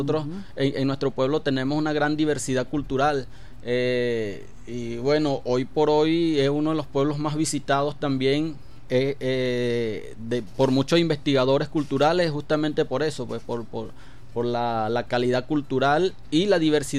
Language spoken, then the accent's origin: Spanish; Guaribe, Guárico, Venezuela; Guaribe, claro, es lo máximo, como hay una de las consignas principales de mi pueblo, como Guaribe no hay.